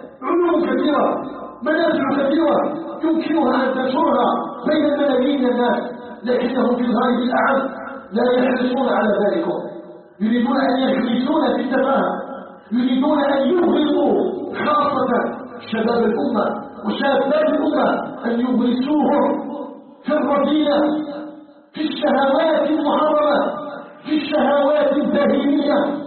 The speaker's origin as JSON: {"language": "Arabic", "country": "Algeria", "said": "أن يجعل بلدنا الجزائر بلدا آمنا مطمئنا"}